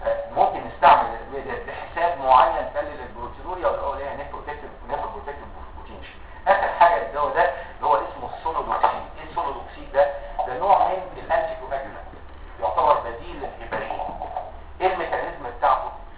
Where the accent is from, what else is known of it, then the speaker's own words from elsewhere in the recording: Egypt; في دواء نزل سنه 2006 وهيكون عندنا في مصر ان شاء الله السنه الجايه 2009